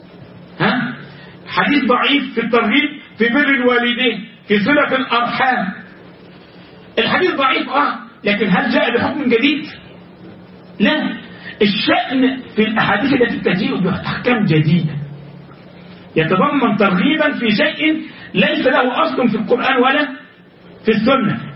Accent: Egypt; بعض الناس عندنا في مصر

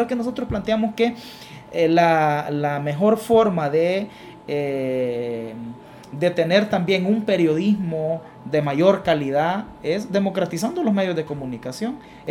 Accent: El Salvador; y como sociedad salvadoreña tenemos que hacer un esfuerzo sostenido

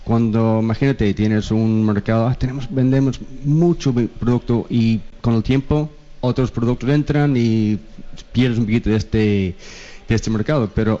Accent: Belfast, Northern Ireland, United Kingdom; Spanish is a second language; now in Spain; yo soy norirlandés, de Irlanda del Norte.

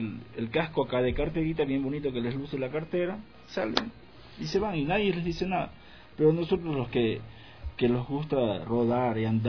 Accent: Ecuador; como ecuatorianos, nosotros sacamos nuestra licencia

